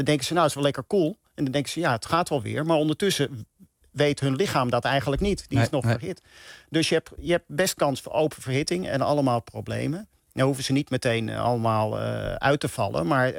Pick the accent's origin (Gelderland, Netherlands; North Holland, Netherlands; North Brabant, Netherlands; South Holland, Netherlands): North Holland, Netherlands; Amsterdam; Hey, ik ben Amsterdammer. En ik ben ook Ajax-fan, uiteraard. Ik ben geboren op het Stadionplein, vlak naast het Olympisch Stadion.